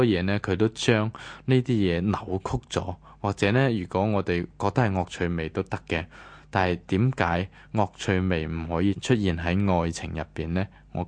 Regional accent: Guangdong, China; 咁虽然未开眼老鼠送走系我哋广东人啲陋习啦

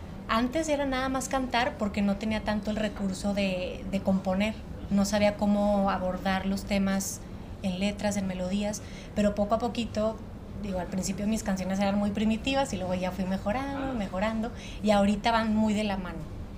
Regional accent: Torreón, Coahuila, Mexico; now in Mexico City, Mexico; aquí en Ciudad de México, yo soy de Torreón, pero aquí en Ciudad de México estudié en SACEM, que es la Sociedad de Autores y Compositores, allá en Coyoacán.

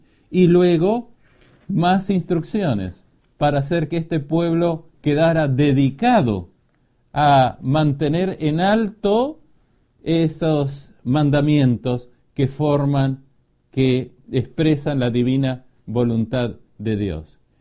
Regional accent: Uruguay; soy oriundo de la República Oriental del Uruguay.

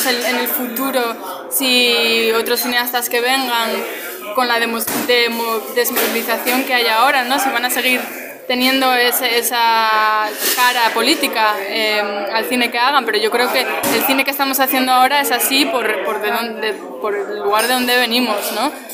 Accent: Asturias, Spain; a los que crecimos en Asturias en los 70, en los 80, ¿no? Y bueno, sobre todo a mí, claro, que vengo de la cuenca minera

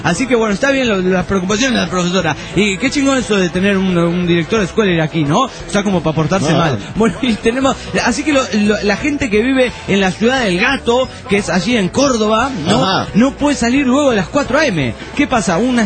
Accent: Punta del Este, Maldonado, Uruguay; soy de Punta del Este.

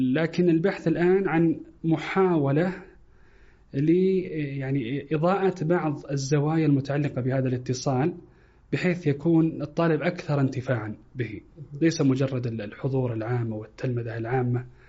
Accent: Saudi Arabia; يختلف مثلا طلب العلم مثلا عندنا في السعودية وفي الخليج

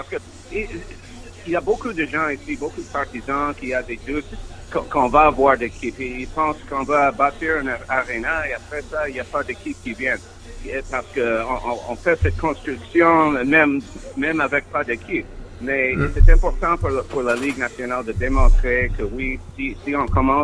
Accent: Quebec City, Quebec, Canada; also born or lived in Montreal; Moi, je suis natif de Québec.

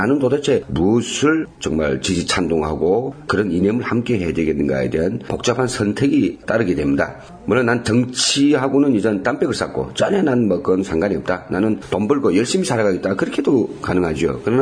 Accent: North Korea; now in South Korea; 이제 언제 10년도 안 되는 그런 우리 북에서 온 사람이 통일당이라고 하는 것을 만들겠다.

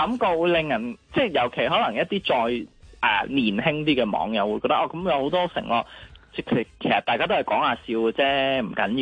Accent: Hong Kong; 即係我哋香港人呢有时懒起上嚟未必有时间睇晒整条片段㗎嘛

